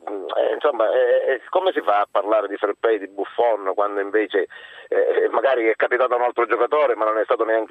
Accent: Catania, Sicily, Italy; io sono catanese da sempre

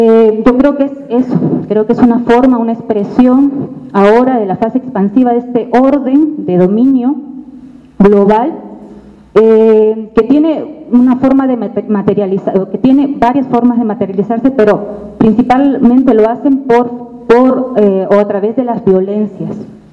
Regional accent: Lima, Peru; vengo de Lima, Perú.

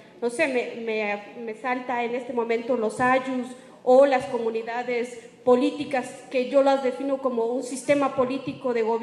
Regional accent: Guatemala; de Guatemala y, y quiero felicitar a la mesa

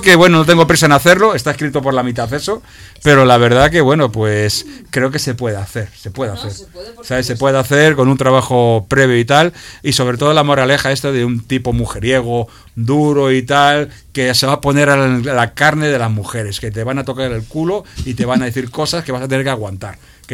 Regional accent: Seville, Andalusia, Spain; yo no estoy aquí en Madrid, yo soy de Sevilla, estoy en Sevilla.

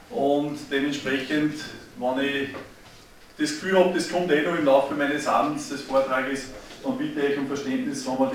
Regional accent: Upper Austria, Austria; Ich komme aus dem Bezirk Vöcklabruck

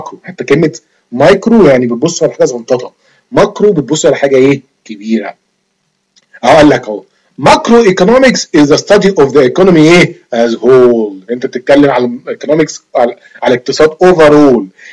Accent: Egypt; moved away; انا مثلا دلوقتي انا قاعد بره مصر، هل انتاجي يخش في الجي دي بي عشان انا مصري وابويا مصري؟

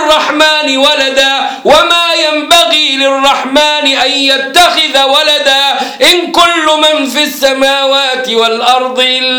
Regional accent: Egypt; لما يجي عندنا في مصر

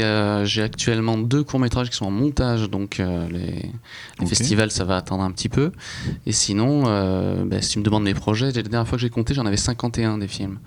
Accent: Aix-en-Provence, Provence-Alpes-Côte d'Azur, France; now in Paris, France; Je viens d'Aix-en-Provence, où j'ai passé 21 années assez intéressantes.

